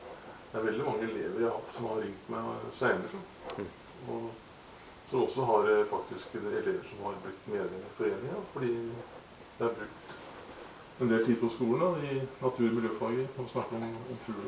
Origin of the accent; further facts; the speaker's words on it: Tønsberg, Vestfold, Norway; Jeg vokste opp ute i Slagen.